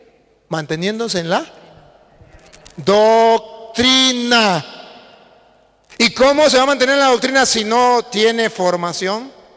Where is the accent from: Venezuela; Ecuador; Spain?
Venezuela; Yo vengo de Venezuela